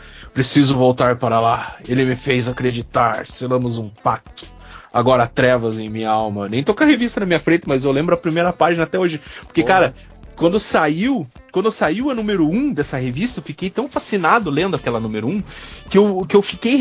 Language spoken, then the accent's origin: Portuguese; Curitiba, Paraná, Brazil; que eu sou nascido e criado em Curitiba, cara.